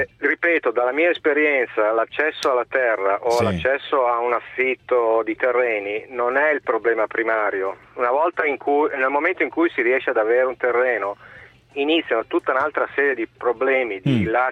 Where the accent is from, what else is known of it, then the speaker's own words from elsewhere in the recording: Milan, Lombardy, Italy; Io sono un milanese trapiantato in Liguria che sta cercando di fare impresa agricola